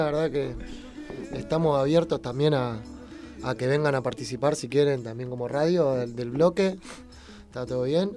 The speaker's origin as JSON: {"language": "Spanish", "region": "Buenos Aires", "country": "Argentina", "said": "Pero también somos de Devoto porque nacimos en Devoto y lo tenemos ahí al ladito."}